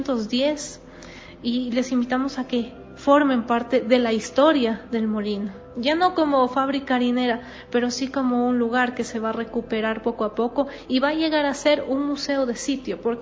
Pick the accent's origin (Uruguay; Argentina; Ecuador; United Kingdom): Ecuador; Quito, Pichincha; que es de cierta manera responsabilidad de cada uno de nosotros como quiteños, como ciudadanos